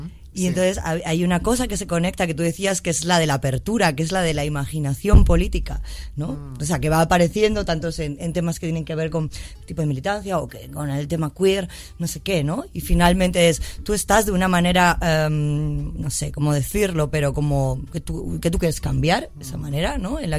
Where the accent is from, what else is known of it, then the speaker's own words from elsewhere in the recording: Madrid, Community of Madrid, Spain; Yo como madrileña, sí, ¿vale? Y como madrileña que no tiene pueblo, ¿no? De familia de Madrid.